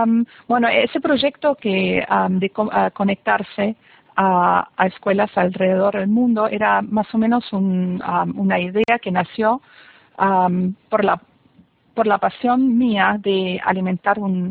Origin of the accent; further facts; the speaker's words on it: Buenos Aires, Argentina; accent: German; Spanish is a second language; also born or lived in Germany; now in Florida, United States; nacida en Alemania, eso así, si me escuchan un poco con un acento, es alemán, y me crié en Argentina, viví 6 años en Buenos Aires. Y ahora hace 20 años que ya estoy viviendo en Estados Unidos, en el norte de Florida.